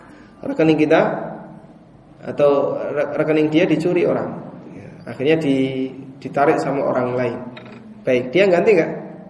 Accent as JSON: {"language": "Indonesian", "town": "Yogyakarta", "region": "Special Region of Yogyakarta", "country": "Indonesia", "said": "Paling jauh saya dari Jogja ya."}